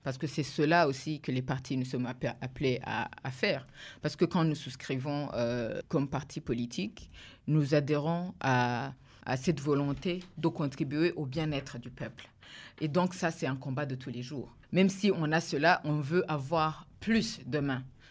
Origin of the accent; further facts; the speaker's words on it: Burundi; Nous, nous sommes en train de nous ancrer au Burundi. Nous marquons notre identité comme des Burundais.